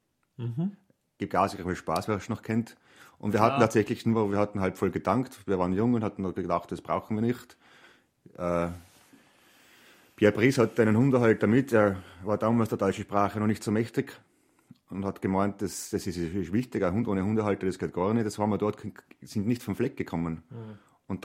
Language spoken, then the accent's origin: German; Trentino-Alto Adige, Italy; obwohl ich ein einfacher Mensch aus den Bergen bin, aus den Südtiroler Bergen, sehr stolz darauf, kam aus einfachen Verhältnissen